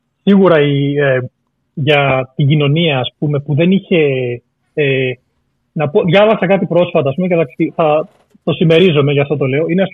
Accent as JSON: {"language": "Greek", "country": "Greece", "tie": "born or raised there", "said": "Γιατί μεγάλωσα, ας πούμε, στην Ελλάδα με ένα ξενικό όνομα"}